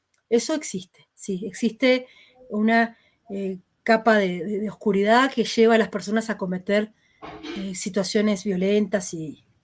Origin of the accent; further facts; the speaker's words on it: Uruguay; Tal vez en Uruguay, en mi país, no